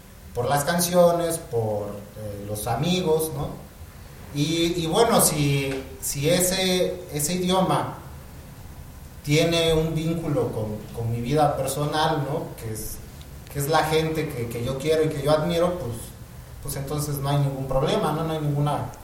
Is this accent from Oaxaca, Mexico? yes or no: yes; Juchitán, Oaxaca, Mexico; yo soy de Juchitán, Oaxaca, ¿no? Yo crecí un poco con el zapoteco, pero pues el mundo es mucho más amplio, ¿no? Entonces, en mi caso, tuve la oportunidad de convivir con gente de muchas partes del mundo desde muy chico.